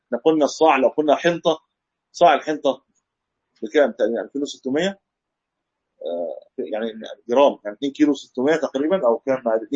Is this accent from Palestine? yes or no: no; Egypt; يعني انا ما اعلم له اسم عندنا في مصر